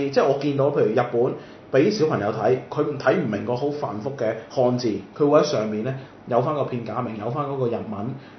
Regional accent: Guangzhou, Guangdong, China; 我哋廣州人

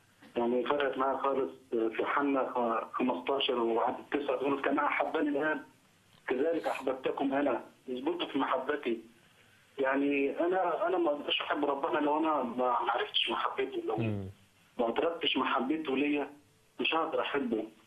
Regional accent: Asyut, Asyut Governorate, Egypt; مساء الخير. … من اسيوط.

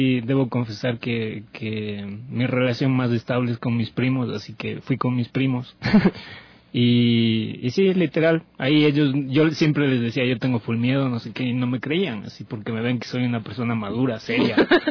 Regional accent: Salcedo, Cotopaxi, Ecuador; voy a empezar hablando de estos heladitos de Salcedo, de mi tierra.

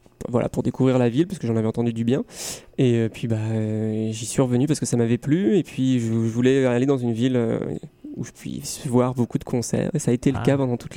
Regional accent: Rennes, Brittany, France; J'avais entendu parler de ce groupe parce que je suis de Rennes, justement.

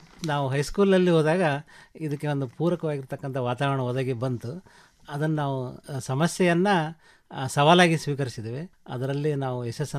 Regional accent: Byadagi, Karnataka, India; also born or lived in Hirekerur; now in Huvina Hadagali, India; ಜನ್ಮಸ್ಥಳ ಹಿರೇಕೆರೂರು, ನಮ್ಮ ಸ್ವಂತ ಊರು ಬ್ಯಾಡಗಿ ಅಂಥೇಳಿ. ನಾವು ಈಗ ನೆಲೆಯೂರಿದ್ದು ಹೂವಿನಡಗಲಿ, ಬಳ್ಳಾರಿ ಜಿಲ್ಲೆ ಅಂದರೆ ಈಗಿನ ವಿಜಯನಗರ ಜಿಲ್ಲೆ ಅಂತ ನಾವು ಮಾಡ್ಕೊಂಡಿದ್ದೀವಿ.

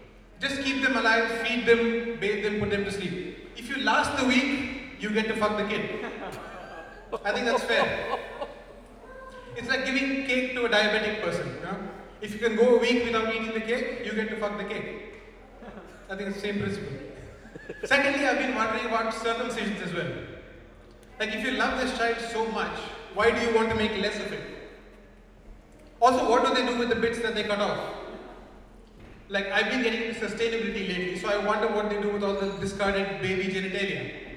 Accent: India; I'm also from India, where all the people come from.

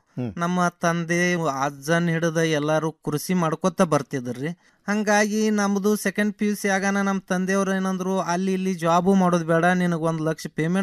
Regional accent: Maheshwadgi, Karnataka, India; now in Kulali, India; ನಾವು ಮೂಲತಃ ಅತ್ನಿ ತಾಲೂಕ ಮಹೇಶ್ವಾಡಿಗೆ ಅವ್ರ ರೀ. ಮುಂದ ಇಲ್ಲಿ ಬಾಗಲಕೋಟೆ ಜಿಲ್ಲೆ ಮುಧೋಳ ತಾಲೂಕ ಕುಳಲಿ ಒಳಗ 15 ವರ್ಷದಿಂದ ಒಂದ್ ಸ್ವಲ್ಪ ಜಮೀನ್ ತಗೊಂಡಿದ್ದೀವಿ ರೀ.

